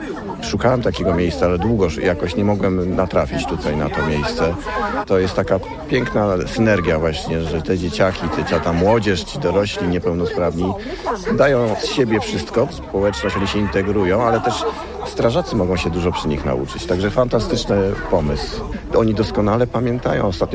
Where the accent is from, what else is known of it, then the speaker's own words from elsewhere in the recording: Gassy, Masovian Voivodeship, Poland; Ja jestem z Gasów nad Wisły, także przyjechaliśmy.